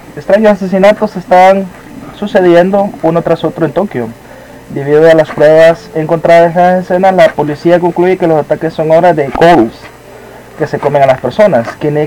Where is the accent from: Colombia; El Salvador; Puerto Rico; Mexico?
El Salvador; yo soy del Salvador, así que la violencia, guerra y delincuencia que he vivido en todos mis años